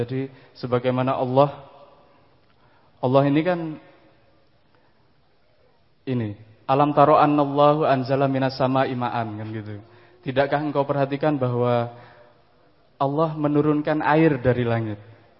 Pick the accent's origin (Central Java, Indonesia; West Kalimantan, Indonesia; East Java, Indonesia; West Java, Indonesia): East Java, Indonesia; Probolinggo; born there; first language Madurese; karena saya tidak lahir di tanah Madura. Saya secara geografi itu lahirnya di Pulau Jawa, di Probolinggo, di apa ujung timur Jawa Timur, hampir situ Bondo sana. Secara geografi itu memang Pulau Jawa, tapi bahasanya dari kecil adalah bahasa Madura.